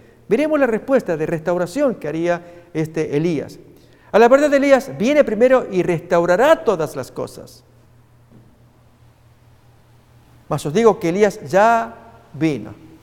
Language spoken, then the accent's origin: Spanish; Argentina; Yo estaba en mi país, en Argentina